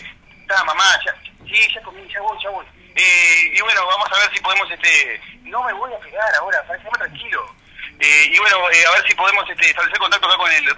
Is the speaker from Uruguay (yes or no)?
yes; Uruguay; Venimos acá de la República Oriental del Uruguay.